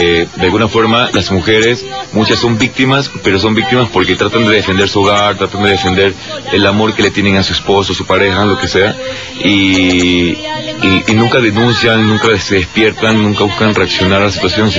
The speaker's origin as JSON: {"language": "Spanish", "country": "Ecuador", "moved": "as an adult", "lives_now": "Mexico", "said": "Yo soy ecuatoriano, tengo poco tiempo aquí en México. Yo ya vengo pues con 9 años de carrera actoral allí en mi país."}